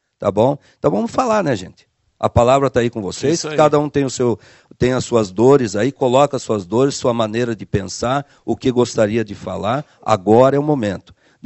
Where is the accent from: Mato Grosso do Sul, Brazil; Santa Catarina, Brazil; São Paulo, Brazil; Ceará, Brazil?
Santa Catarina, Brazil; Chapecó; Eu nasci e me criei em Chapecó, conheço o mundo da música desde os 12 anos de idade